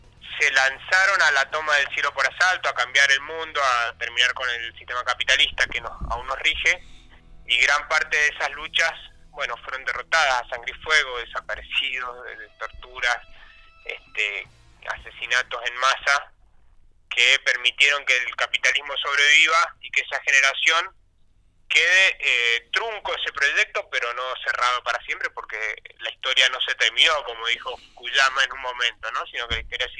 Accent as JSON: {"language": "Spanish", "town": "Rosario", "region": "Santa Fe", "country": "Argentina", "said": "lo podemos reivindicar como argentinos y como rosarinos."}